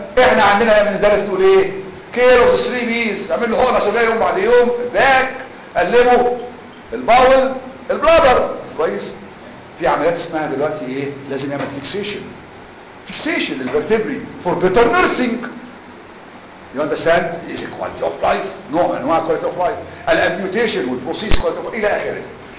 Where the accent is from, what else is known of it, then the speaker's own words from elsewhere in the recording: Egypt; احنا بص يا جماعة احنا كمصريين دكاترة او غير دكاترة